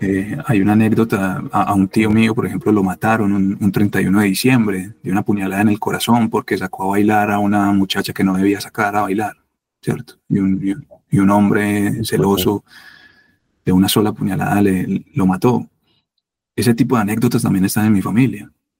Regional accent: Medellín, Antioquia, Colombia; Yo me crié en Belén Los Alpes, y yo me acuerdo de patear las calles de ese barrio desde los 6, 7 años.

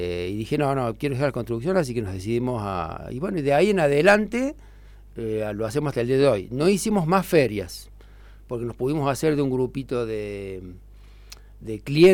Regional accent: La Falda, Córdoba, Argentina; born there; now in Villa Giardino, Argentina; Yo soy nacido en La Falda. Mi familia toda completa es de La Falda.

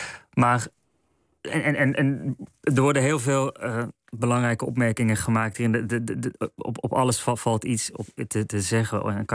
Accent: North Brabant, Netherlands; Ik moet eerlijk zeggen, ik ben in Brabant opgegroeid.

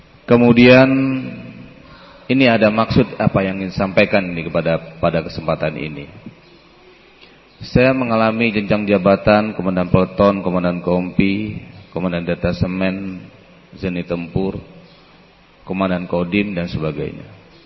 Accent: West Sumatra, Indonesia; Jaya diartikan adalah karena saya berasal dari Sumatera Barat.

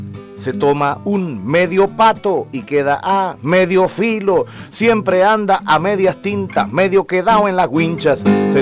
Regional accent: Chile; son nuestra forma de respirar, como chilenos

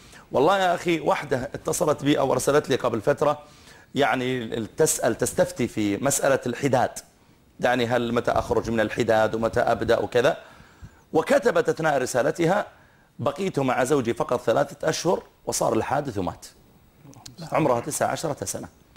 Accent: Saudi Arabia; نحن عندنا في السعودية

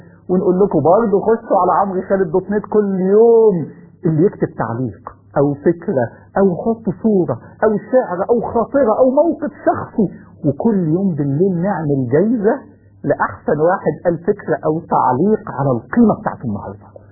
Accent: Egypt; حتى لو كان الظالم أصل المصريين وأنا مصري

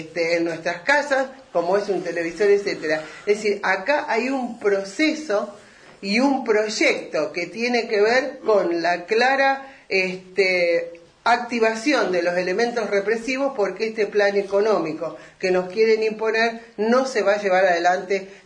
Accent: Rosario, Santa Fe, Argentina; Yo siempre cuento de donde yo vengo, que es la ciudad de Rosario de Santa Fe

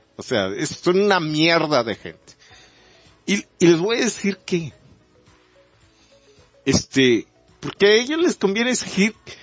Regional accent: Mexico; nosotros como mexicanos lo podemos entender muy coloquialmente

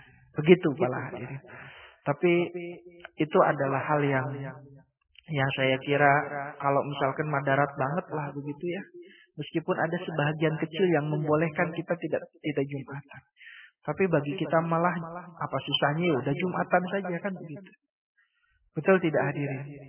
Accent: Java, Indonesia; Tapi kita ya orang Jawa, tapi kita ya orang desa kita lah begitu. KTP-nya juga bukan di sini kan begitu.

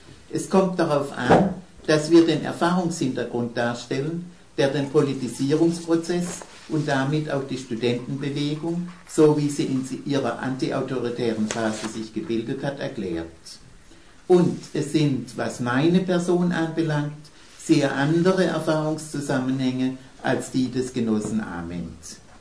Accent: Alfeld, Lower Saxony, Germany; als ich in meiner Heimatstadt Alfeld im Jahre 61

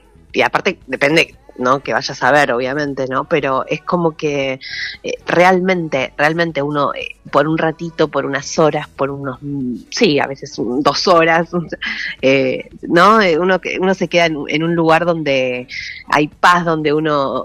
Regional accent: Quilmes, Buenos Aires Province, Argentina; yo soy actriz y dramaturga quilmeña, nací acá en Quilmes y hago mucho teatro acá hace más de 20 años.

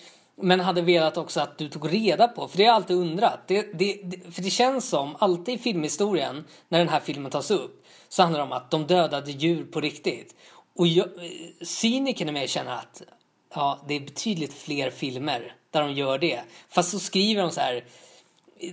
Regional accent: Tullinge, Stockholm County, Sweden; jag är uppvuxen i Tullinge.

